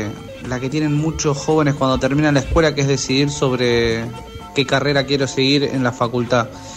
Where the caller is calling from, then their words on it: Quilmes, Buenos Aires Province, Argentina; acá de Quilmes, algunos me conocen.